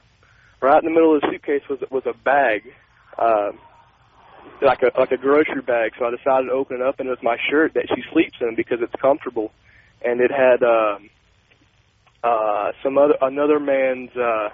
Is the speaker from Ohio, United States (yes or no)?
no; Richardson, Texas, United States; I'm from Richardson.